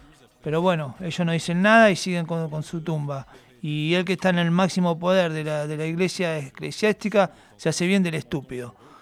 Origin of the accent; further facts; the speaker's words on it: Banfield, Buenos Aires Province, Argentina; born there; desde que nací allá en Banfield